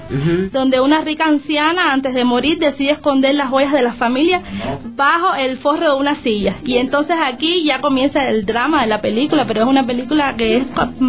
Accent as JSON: {"language": "Spanish", "region": "Havana", "country": "Cuba", "lives_now": "Ecuador", "said": "de La Habana, lo que no del centro de La Habana, sino un poco a la periferia, 20 kilómetros del centro de La Habana."}